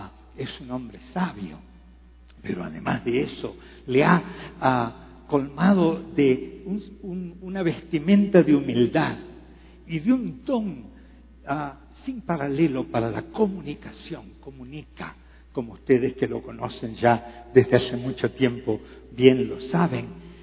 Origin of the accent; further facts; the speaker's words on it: Uruguay; Yo soy un uruguayo, como bien lo dijo el pastor Gustavo. Tengo 69 años, soy un poquito menor que Samuel